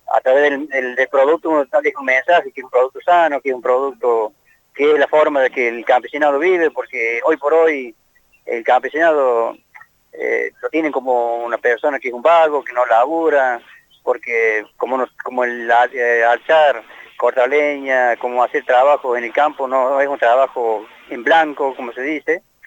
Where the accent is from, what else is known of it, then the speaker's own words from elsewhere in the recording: Las Oscuras, Córdoba, Argentina; gente de Las Oscuras, donde soy yo